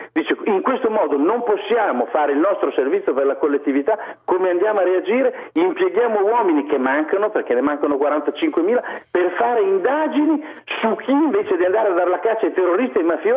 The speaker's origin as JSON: {"language": "Italian", "town": "Imola", "region": "Emilia-Romagna", "country": "Italy", "said": "io sono di Imola ad esempio"}